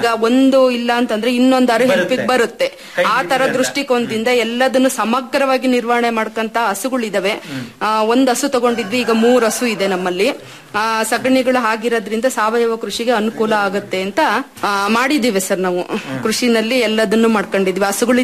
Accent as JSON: {"language": "Kannada", "town": "Marulanahalli", "region": "Karnataka", "country": "India", "said": "ನಾನು ಮರುಳನಹಳ್ಳಿ ಕಡೂರು ತಾಲೂಕಿಂದ ಬಂದಿದ್ದೇನೆ."}